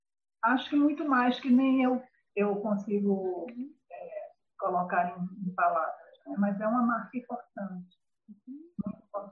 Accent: Northeast Region, Brazil; accent: Northeastern Brazilian; as pessoas, você é nordestina? Por causa do meu sotaque, que eu faço, inclusive, nenhum esforço para mantê-lo, mas se mantém

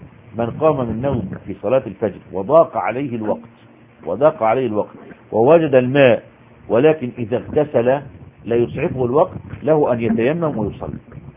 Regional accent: Egypt; مدفون عندنا في مصر مهندس

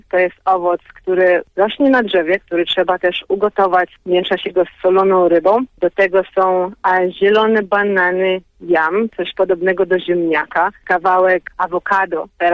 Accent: Jamaica; Polish is a second language; Takie kolory to tylko właśnie u nas, na Karaibach, na Jamajce, na Karaibach.

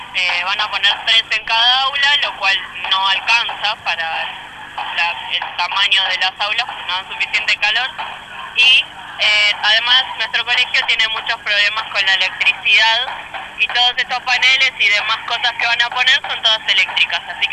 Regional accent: Buenos Aires, Argentina; Los dos somos de Mataderos y los dos estamos teniendo problemas edilicios en nuestros colegios.

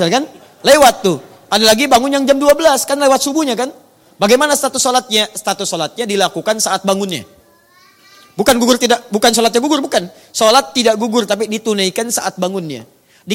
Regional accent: Surabaya, East Java, Indonesia; born there; now in Jakarta, Indonesia; dari Tanah Kusir. Ya. Lahir di Surabaya, tinggal di Tanah Kusir.

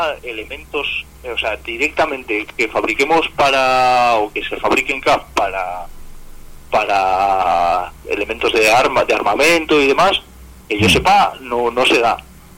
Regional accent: Palencia, Castile and León, Spain; porque en sí yo soy de Palencia

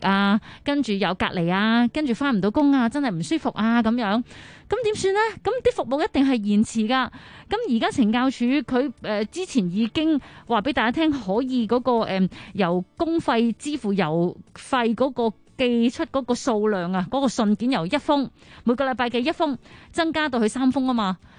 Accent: Hong Kong; 我觉得我哋香港人好叻嘅，大家都好叻嘅。

